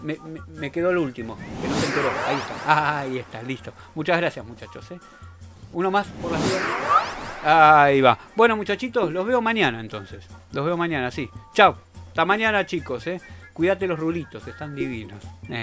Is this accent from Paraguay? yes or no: no; Argentina; que me salió como tango, es que soy argentino, ¿verdad?